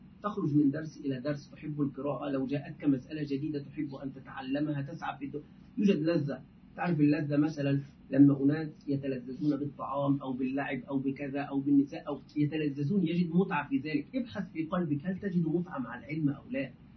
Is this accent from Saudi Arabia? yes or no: no; Egypt; دائما نحن كمصريين نقول ده بدل هذا، في العامية نقول ده